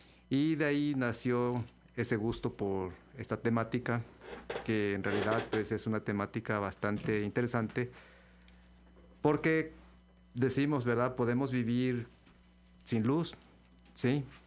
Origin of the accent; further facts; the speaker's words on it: La Gloria, Veracruz, Mexico; De La Gloria, del municipio de Úrsulo Galván. Ahí nací. Entonces cuando era niño pues teníamos esa dicha.